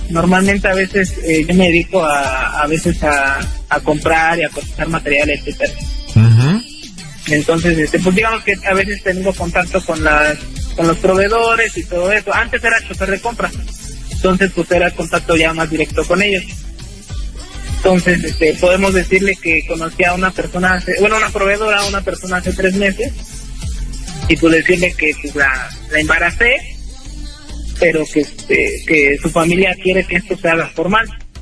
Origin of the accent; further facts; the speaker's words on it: Tula, Mexico; now in Querétaro, Mexico; No, mira, soy tuleño, nacido en México y radicando en Querétaro.